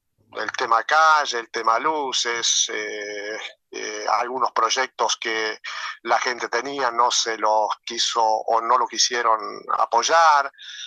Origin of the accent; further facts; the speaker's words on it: Constancia, Paysandú, Uruguay; hace 40 años que yo estoy acá. Sí, en febrero hizo 40 años. Yo soy oriundo de Constancia.